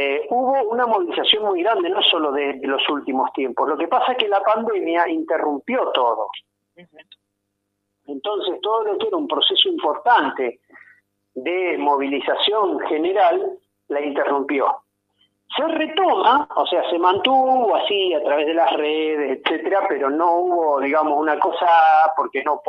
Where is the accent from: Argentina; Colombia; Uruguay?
Argentina; Neuquén; born there; yo que soy nacido en Neuquén, tengo mi familia